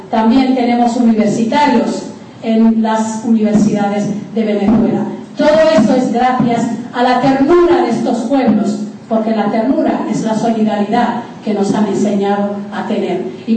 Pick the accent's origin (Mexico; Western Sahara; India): Western Sahara; moved away; also born or lived in Algeria; nosotros somos una colonia española que nos abandonó España, nos abandonó y Marruecos ocupó parte de nuestro país. Tuvimos que huir al sur de Argelia